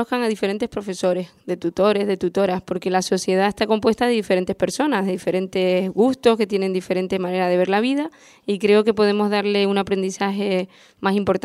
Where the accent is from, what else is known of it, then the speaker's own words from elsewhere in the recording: Arrecife, Canary Islands, Spain; born there; Yo nací en Arrecife, aquí en Lanzarote, y estudié en el Agustín Espinosa, también en Arrecife, estudié en La Laguna, en Madrid, y llevo pues en la isla dando clase desde hace pues 8, 7 años